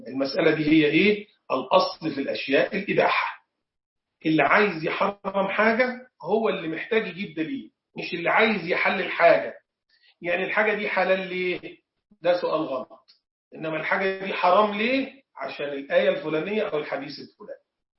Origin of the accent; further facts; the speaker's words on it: Egypt; زي حالاتي كده، أنا مصري، فمن شرف المصريين إن في صحابة زاروا مصر.